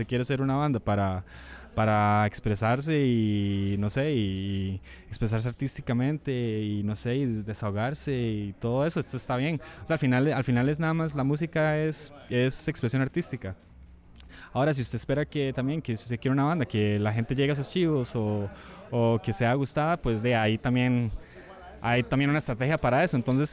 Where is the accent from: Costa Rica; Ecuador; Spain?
Costa Rica; Que es tan rica como la costarricense, que somos un país de 5 millones